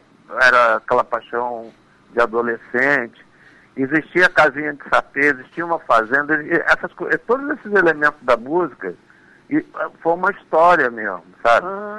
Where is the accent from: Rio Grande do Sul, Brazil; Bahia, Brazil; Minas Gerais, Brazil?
Bahia, Brazil; Senhor do Bonfim; moved away; also born or lived in Salvador; eu nasci em Salvador e com 6 meses eu fui morar numa cidade de interior, que é uma cidade chamada Bonfim de Juazeiro. Que é Senhor do Bonfim, mas é pertinho de Juazeiro.